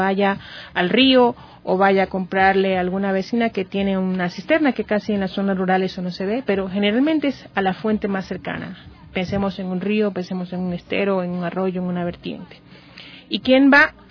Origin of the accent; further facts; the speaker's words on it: Esmeraldas, Ecuador; Yo vengo de la provincia de Esmeraldas, tenemos una crisis de agua